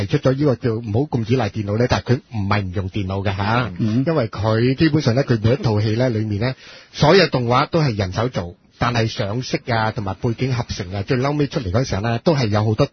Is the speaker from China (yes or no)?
yes; China; 我上個身啦，我係中國人嚟噶。